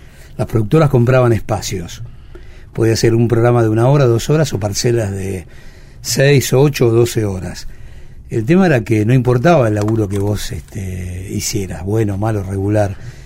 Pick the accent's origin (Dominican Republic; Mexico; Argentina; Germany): Argentina; Buenos Aires; born there; Nací en Boedo y después la vida nos fue llevando a...